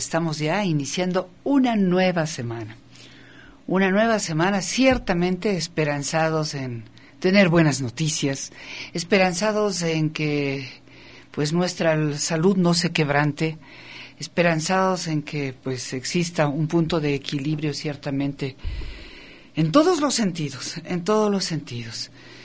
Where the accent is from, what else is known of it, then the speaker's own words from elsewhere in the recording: Ecuador; somos los ecuatorianos y ecuatorianas gente de lucha, gente de bien